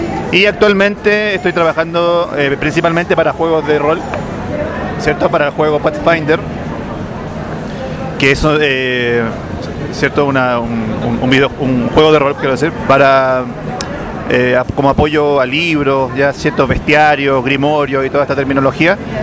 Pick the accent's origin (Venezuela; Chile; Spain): Chile; now in Mexico; En Chile, yo soy chileno y llegué. Y, cierto, he visitado México en muchas ocasiones y actualmente estoy viviendo acá.